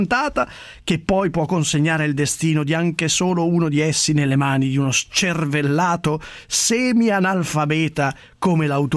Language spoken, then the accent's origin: Italian; Casal di Principe, Campania, Italy; born there; sono nato a Casal di Principe